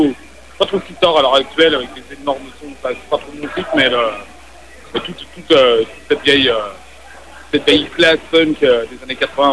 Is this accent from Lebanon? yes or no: no; France; c'est vraiment ce qu'on appelle chez nous, en France, on a une expression